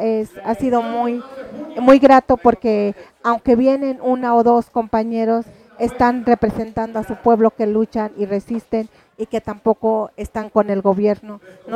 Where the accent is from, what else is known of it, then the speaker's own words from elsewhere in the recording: Santiago Mezquititlán, Querétaro, Mexico; a Santiago Mezquititlán, de donde soy originaria